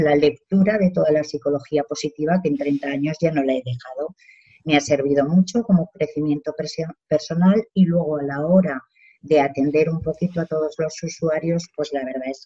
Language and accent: Spanish; Zaragoza, Aragon, Spain; de Zaragoza, yo soy trabajadora social